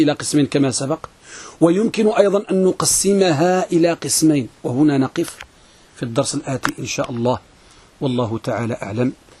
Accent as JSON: {"language": "Arabic", "country": "Morocco", "said": "احنا عندنا في المغرب كنقولوا الحديث ملقم"}